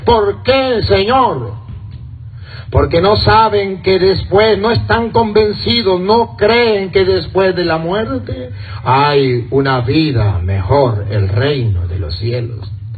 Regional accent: Venezuela; now in United States; Cuando yo venía para acá, para Estados Unidos, muchos en mi pueblo allá en Venezuela me decían: padre, usted va a ir a Estados Unidos.

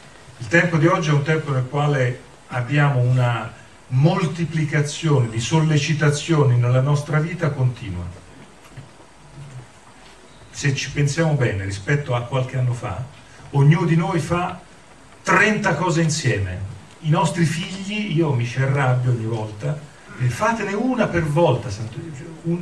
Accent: Pisa, Tuscany, Italy; vengo da Pisa, sono toscano

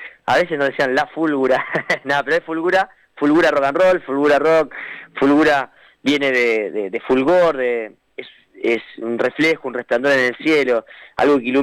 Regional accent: Paso del Rey, Buenos Aires Province, Argentina; acá en Zona Oeste, somos de Paso del Rey, Moreno, Merlo, sí.

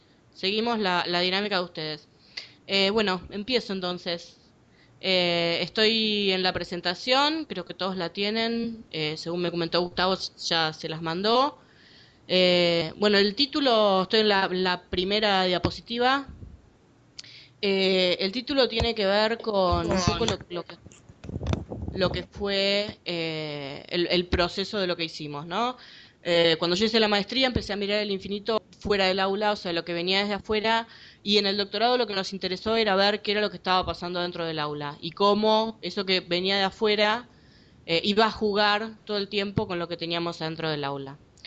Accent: Buenos Aires, Argentina; Yo soy de Buenos Aires, de Argentina.

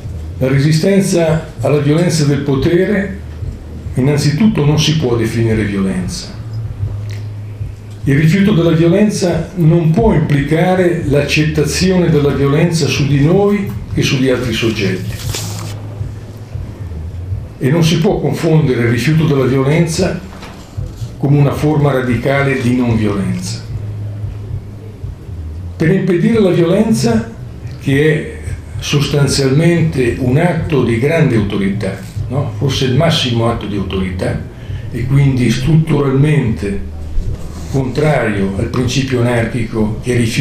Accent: Milan, Lombardy, Italy; Io vengo da Milano, quindi ovviamente ho un occhio specifico sulla situazione milanese e sulla situazione italiana nel suo complesso.

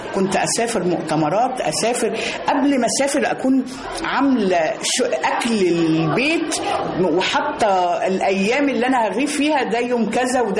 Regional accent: Beni Suef, Beni Suef Governorate, Egypt; إحنا كان عندنا في بني سويف لما كنا طول شهر رمضان لازم كل واحد فينا في بيت شكل

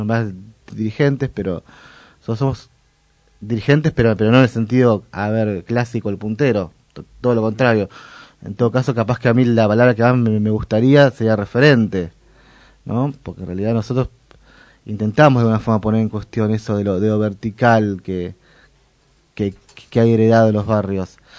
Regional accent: Merlo, Buenos Aires Province, Argentina; que yo soy de Merlo, que por ejemplo Merlo está muy muy arraigada

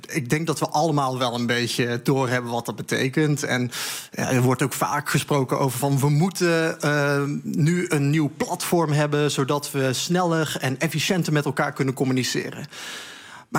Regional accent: North Brabant, Netherlands; Ja, ik ben geboren en getogen Brabander. Dus je moet ook wel even aangeven waar je vandaan komt.

